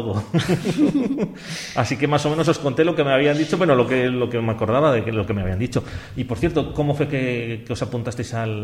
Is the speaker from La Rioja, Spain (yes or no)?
yes; Nájera, La Rioja, Spain; Mira, pues estamos nosotros, que somos de La Rioja, de Nájera.